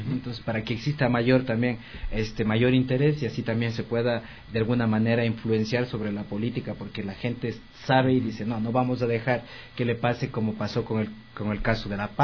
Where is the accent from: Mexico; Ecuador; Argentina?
Ecuador; Porque la idea nuestra como fundación también y como ecuatorianos es de que estas nuevas políticas que se estén diseñando ahora en la actualidad sean inclusivas